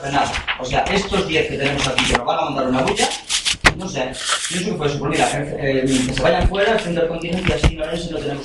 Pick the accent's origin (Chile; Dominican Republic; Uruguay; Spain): Spain; Ourense, Galicia; yo soy de Orense, una de las provincias de Galicia, cerca de Zamora.